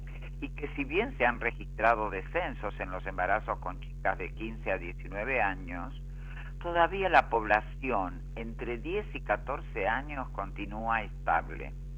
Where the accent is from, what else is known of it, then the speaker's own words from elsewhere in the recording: General San Martín, Buenos Aires Province, Argentina; soy del distrito de General San Martín, provincia de Buenos Aires, de Argentina